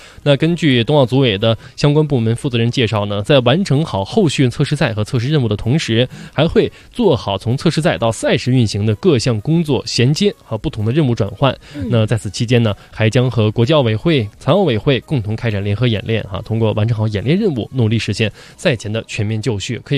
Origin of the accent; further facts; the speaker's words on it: Inner Mongolia, China; 从小呢喜欢滑冰，就是我的家乡内蒙古每年要上冰课。啊，然后先从那儿学会的滑冰